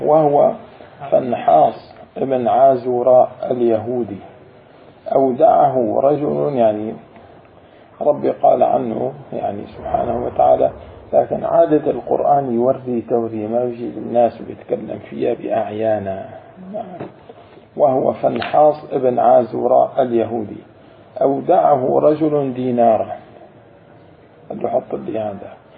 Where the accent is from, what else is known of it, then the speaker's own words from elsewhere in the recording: Jordan; وبالأردن في ناس يعني لهجتنا اللهجة نستعين.